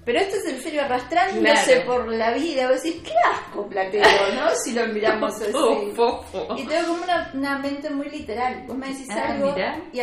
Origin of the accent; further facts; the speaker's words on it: Uruguay; cercano lo tenemos todos como, correcto, uruguayos.